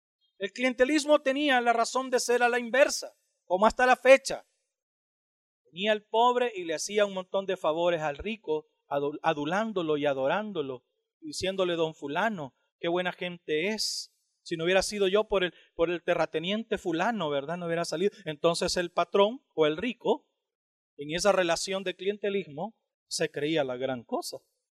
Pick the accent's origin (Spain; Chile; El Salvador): El Salvador; Que si yo puedo ser gringo y alemán y ruso al mismo tiempo siendo salvadoreño, eso me permite incurrir en la predicación del evangelio en ese tipo de naciones.